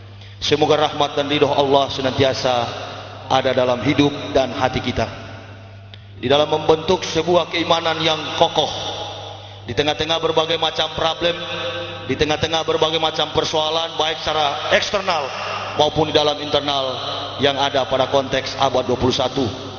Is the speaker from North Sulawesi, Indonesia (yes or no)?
yes; Manado, North Sulawesi, Indonesia; born there; saya dilahirkan di kota Manado pada tanggal 30 November tahun 1970.